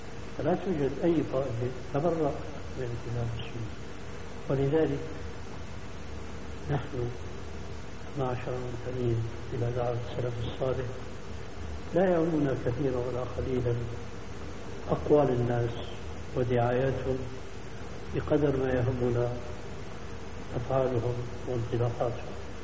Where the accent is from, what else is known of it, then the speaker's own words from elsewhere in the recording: Syria; مدى انتشار الحزب عندنا في سوريا